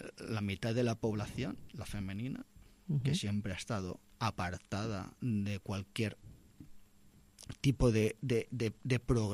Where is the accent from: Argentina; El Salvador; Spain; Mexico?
Spain; Barcelona, Catalonia; yo soy del Guinardó, aunque conozco muy bien el Raval y todo el centro histórico.